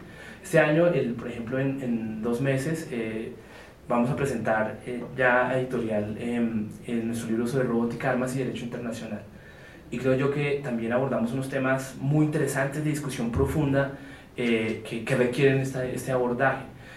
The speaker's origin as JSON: {"language": "Spanish", "country": "Colombia", "said": "yo fui pues obviamente como colombiano, latinoamericano"}